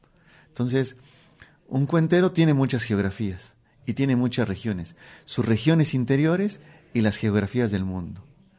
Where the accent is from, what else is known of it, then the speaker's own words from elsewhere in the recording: Mexico City, Mexico; yo soy mexicano, soy de la Ciudad de México